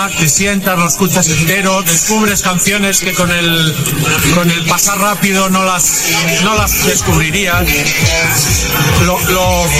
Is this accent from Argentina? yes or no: no; Olot, Catalonia, Spain; Vengo de Girona, de Olot.